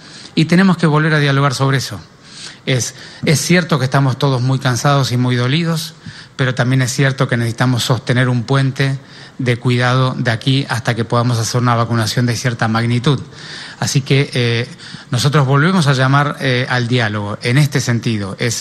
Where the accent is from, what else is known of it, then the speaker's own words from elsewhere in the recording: Buenos Aires, Argentina; sino somos todos ciudadanos porteños y cada uno de su lugar tiene que estar dispuesto a aportar algo